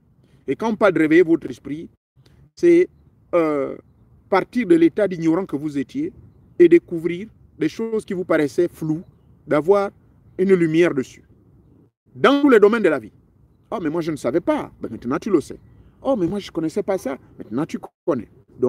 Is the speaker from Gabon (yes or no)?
yes; Gabon